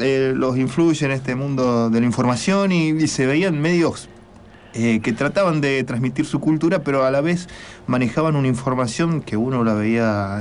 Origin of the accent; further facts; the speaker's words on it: San Miguel de Tucumán, Tucumán, Argentina; born there; Nací en Tucumán, en la capital, y en aquel momento, mediados de la década del 80